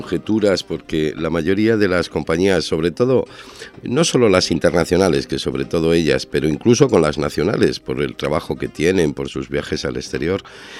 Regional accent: northern Spain, Spain; now in Ecuador; En mi país, lo de mi tierra, yo soy del norte y él era

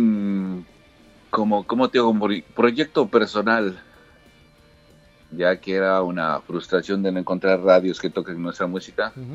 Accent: Ecuador; Yo siendo ecuatoriano, pues apoyo mucho las bandas del Ecuador y Latinoamérica

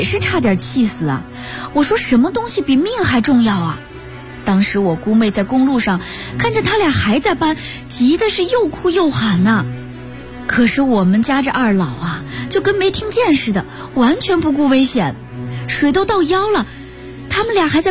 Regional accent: Gong'an, Hubei, China; 我们老家在湖北荆州的公安县，我们那个县啊有个称呼叫洪水走廊

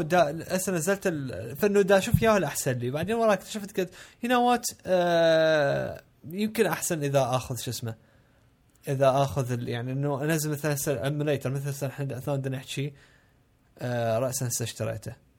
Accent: Iraq; إحنا عندنا بالعراق اللي هو المكعب الكبير

